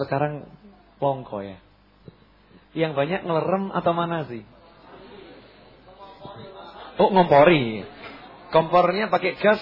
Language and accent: Indonesian; Java, Indonesia; Ini kita orang Jawa ya begini nih, udah ini memang warisan leluhur ini.